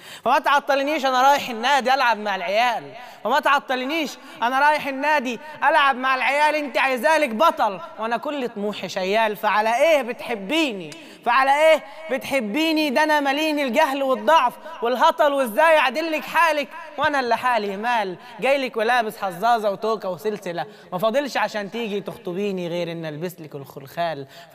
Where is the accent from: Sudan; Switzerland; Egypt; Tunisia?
Egypt; Faiyum, Faiyum Governorate; now in Cairo, Egypt; أنا من الفيوم، فدلوقتي نقلت القاهرة هنا